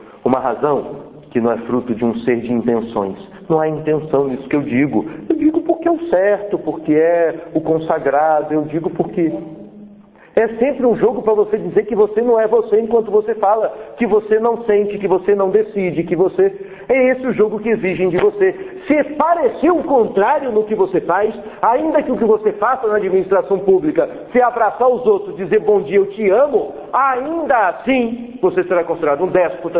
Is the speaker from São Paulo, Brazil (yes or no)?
no; Brasília, Federal District, Brazil; Eu fui criado em Brasília nos anos 80, eu participava do movimento punk e tal.